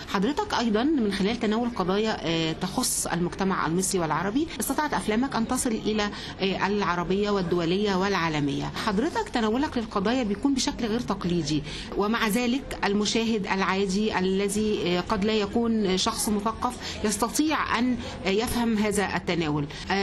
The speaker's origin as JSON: {"language": "Arabic", "country": "Egypt", "said": "وهي رحلة طبعا بنشرف بها جميعا كمصريين"}